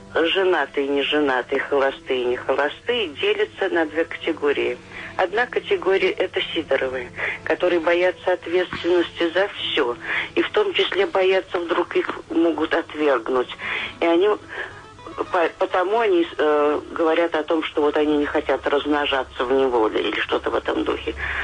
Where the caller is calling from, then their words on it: Baltiysk, Kaliningrad Oblast, Russia; Но я не из Калининграда, а из Балтийска, Калининградской области.